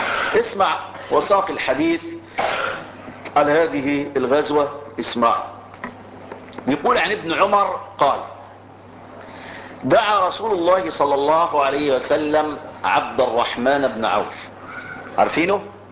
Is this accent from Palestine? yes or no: no; Egypt; انا مصري فلي مصر وليا ارض،